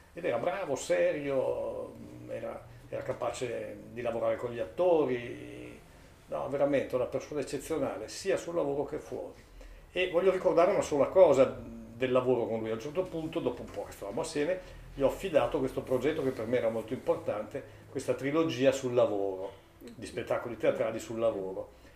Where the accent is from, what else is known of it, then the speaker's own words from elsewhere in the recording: Trentino-Alto Adige, Italy; now in Bolzano, Italy; Poi per me, Trentino emigrato a Bolzano, rappresentava anche il legame con la mia terra d'origine e soprattutto con il dialetto.